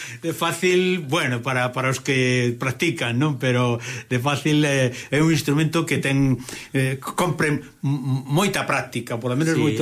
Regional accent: Galicia, Spain; Eu, de verdade, que me fago contente precisamente non como galego solo, sino tamén como instrumentista aficionado, non?

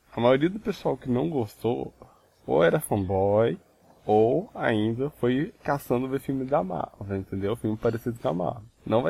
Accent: Minas Gerais, Brazil; eu sou daqui de Minas, né? A gente não tem costume de falar bolacha sem biscoito. Então eu sempre falei biscoito.

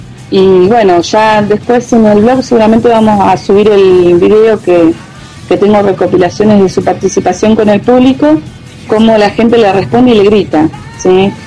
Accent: Cipolletti, Río Negro, Argentina; ¿vos sos de acá, de Cipolletti? Le digo, sí, le digo, yo soy de acá.

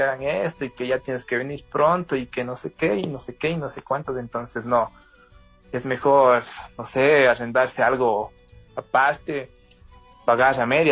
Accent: Cuenca, Azuay, Ecuador; accent: cantadito; Perdona mi acento, yo como soy cuencano, entonces hablo medio cantadito.

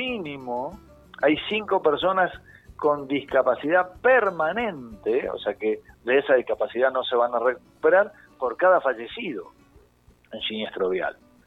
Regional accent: La Plata, Buenos Aires Province, Argentina; Yo hoy estoy hablando con ustedes, soy de La Plata, porque la Casa Central de Seguros Rivadavia está en La Plata, pero hoy estoy en San Rafael dando charlas a empresas de transporte, ¿sí? En Zarapal, Mendoza.

